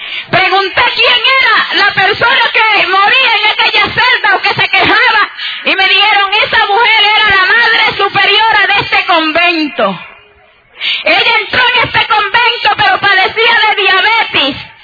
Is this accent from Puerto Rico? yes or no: yes; Moca, Puerto Rico; also born or lived in San Sebastián; mis padres para ese entonces vivían en Moca. Desde que yo tengo, yo creo que nosotros salimos de San Sebastián como a una edad, quizás yo tendría 4 o 5 años.